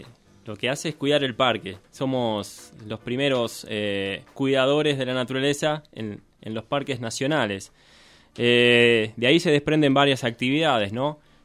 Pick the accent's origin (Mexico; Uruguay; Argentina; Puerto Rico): Argentina; Merlo, Buenos Aires Province; Yo soy de Buenos Aires, de Merlo, de la provincia de Buenos Aires.